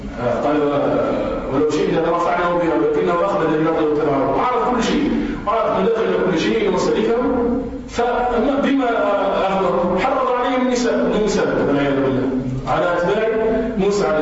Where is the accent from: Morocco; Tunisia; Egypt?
Tunisia; وكذلك بما يسمى عندنا في تونس بالحاك